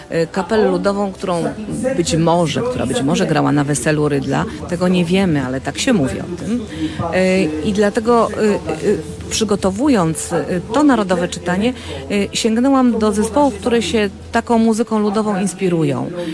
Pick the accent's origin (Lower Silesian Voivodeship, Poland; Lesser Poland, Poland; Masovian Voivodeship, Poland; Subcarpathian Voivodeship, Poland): Lesser Poland, Poland; Kraków; bo jestem z Krakowa, dlatego sobie pozwoliłam powiedzieć, że z naszego regionu.